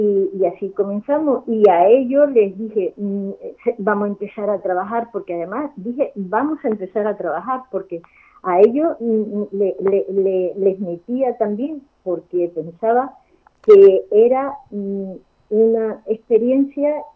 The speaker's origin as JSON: {"language": "Spanish", "town": "El Puerto de Santa María", "region": "Andalusia", "country": "Spain", "moved": "as an adult", "lives_now": "Valladolid, Spain", "said": "Yo soy andaluza, creo que se nota, y me casé y me vine a Valladolid, madre de tres hijos"}